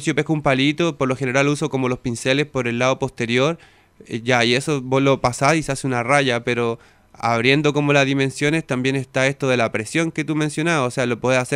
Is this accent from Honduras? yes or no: no; Chile; y yo soy de Chile.